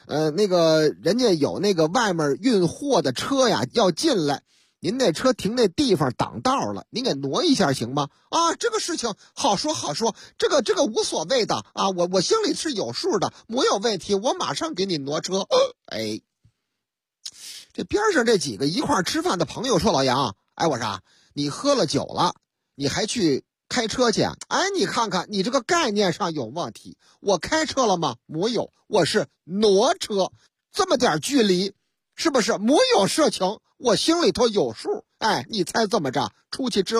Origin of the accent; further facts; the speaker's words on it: Shaanxi, China; 哎呀，我们陕西人就好这口啊，喝这个老凤酒